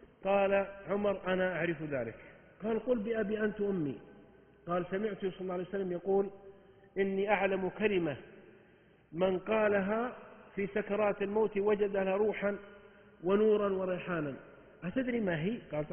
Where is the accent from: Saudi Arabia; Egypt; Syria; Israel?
Saudi Arabia; عندنا 8 صحف يومية و9 عندنا في السعودية هنا